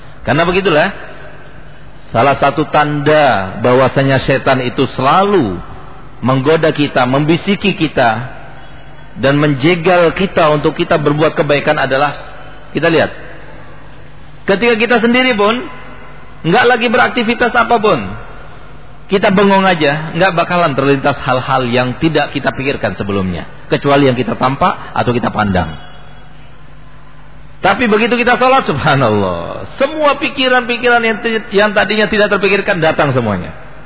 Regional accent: East Java, Indonesia; Tapi yang Madura jangan tersinggung karena saya sendiri Madura.

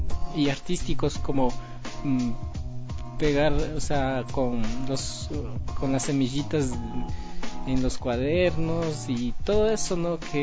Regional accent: Otavalo, Imbabura, Ecuador; Como runas que somos propios de Otavalo, ¿no?

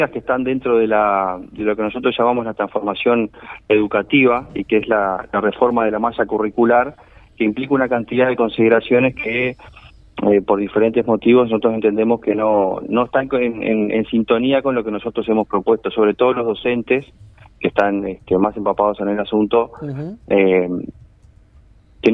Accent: Rocha, Uruguay; Yo soy oriundo de Rocha, en realidad, y estoy cursando el tercer año de profesorado de Historia.

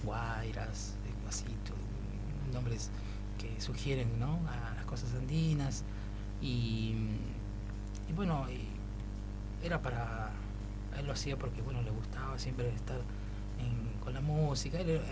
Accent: Guaymallén, Mendoza, Argentina; Yo empecé por esa edad, por allá por Mendoza. Soy de Mendoza, de Guaymallén.

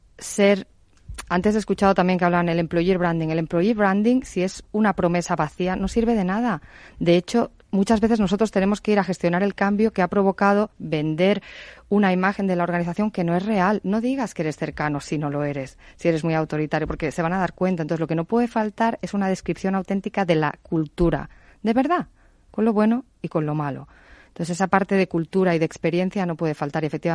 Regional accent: Spain; la verdad es que obviamente yo soy española

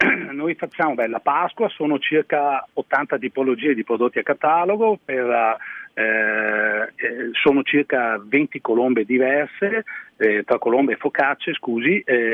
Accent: Veneto, Italy; lei sa che nel Veneto noi faccio tutto mio, ecco, siamo un po' presenti

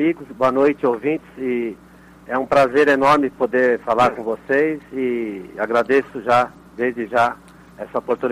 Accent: São Paulo, Brazil; Eu nasci e fui criado na Zona Leste de São Paulo, num bairro pobre.

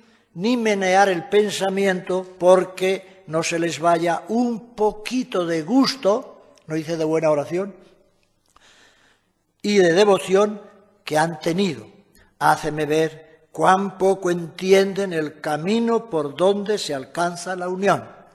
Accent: Castile and León, Spain; yo entiendo muy bien como castellano viejo, que los que se iban a confesar viejos se encapotaban con el cura, porque no había estos confesionarios en mi pueblo

